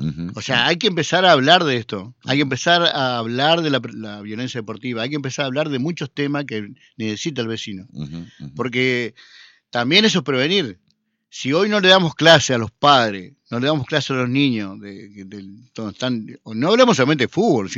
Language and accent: Spanish; Concordia, Entre Ríos, Argentina; yo soy de Concordia.